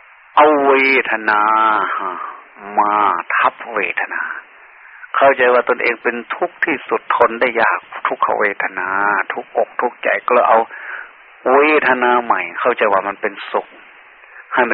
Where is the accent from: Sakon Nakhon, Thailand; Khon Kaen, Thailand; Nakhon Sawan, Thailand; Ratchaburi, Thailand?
Sakon Nakhon, Thailand; born there; เราเกิดมาในภาคอีสานเกิดมาโดยเลือดเนื้อเชื้อไขที่เมืองสกลนครเนี่ยอยู่ใกล้ๆแค่นี้